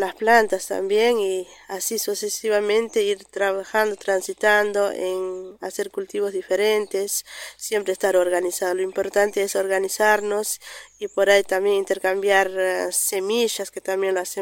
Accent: Río Colorado, Río Negro, Argentina; soy una productora de Río Colorado, Río Negro.

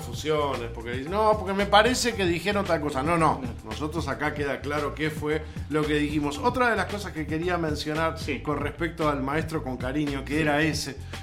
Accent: Uruguay; Creo que nosotros como uruguayos tendríamos que hacer

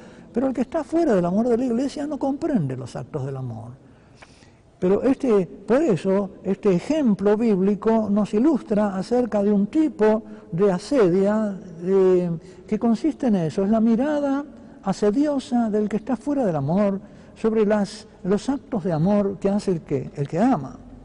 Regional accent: Uruguay; también un episodio que he visto en mi país, en el Uruguay, durante la Semana Santa

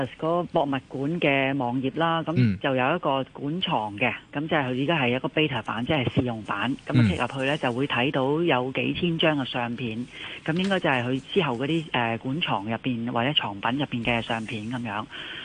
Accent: Hong Kong; 這個亦都係我哋香港人用公帑嚟製造嘅，嚟打造嘅。

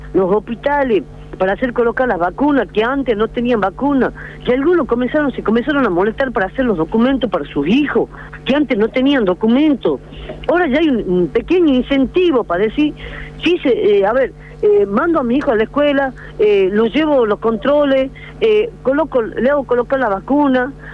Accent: Argentina; si supuestamente nosotros estamos dentro del territorio argentino, somos argentinos también

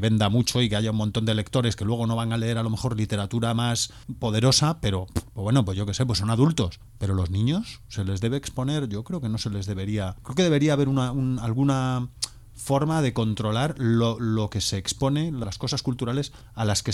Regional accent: Galicia, Spain; yo soy gallego, o sea, yo soy de la tierra de la cocaína

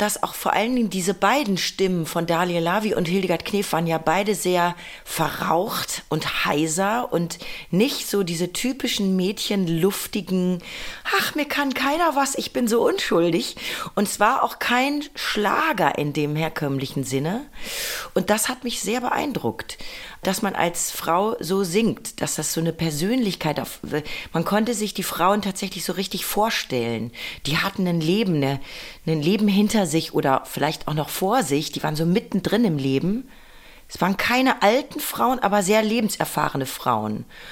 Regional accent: Bad Salzuflen, North Rhine-Westphalia, Germany; Bei uns gab es fast nur Klassikplatten in meiner Kindheit in Bad Salzuflen in Ostwestfalen.

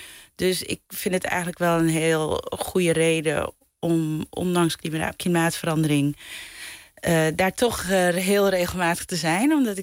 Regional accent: Netherlands; ik ben in Nederland opgegroeid, dus ik sta met één been in het Caribisch gebied en met één been in Nederland.

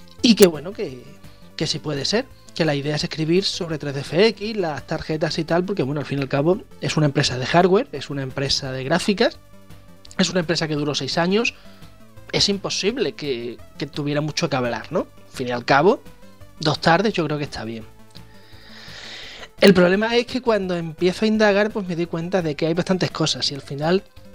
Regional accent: Badajoz, Extremadura, Spain; yo me teníais a mí que ver en Hacienda de mi ciudad natal, Badajoz

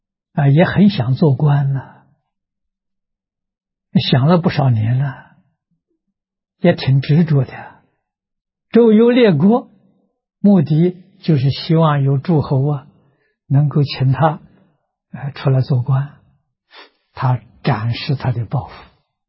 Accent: China; 我们中国人讲虚岁啊，80岁

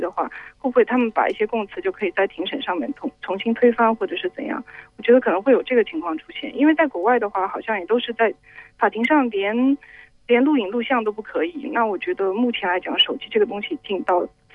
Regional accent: Hong Kong; 哎，我来自香港。

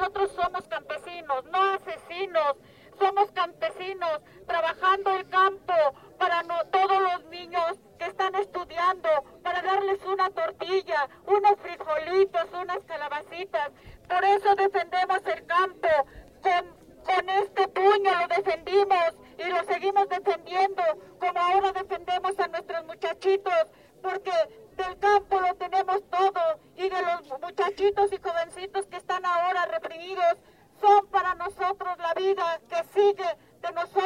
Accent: Atenco, State of Mexico, Mexico; Somos de Atenco y nos han reprendido feo.

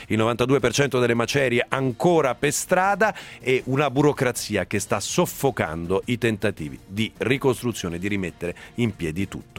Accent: Bevagna, Umbria, Italy; le origini sono umbre, sono di Bevagna in provincia di Perugia

